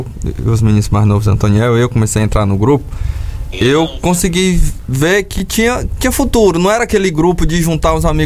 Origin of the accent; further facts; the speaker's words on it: Maranhão, Brazil; Pra eu e o Bidô, a gente é maranhense.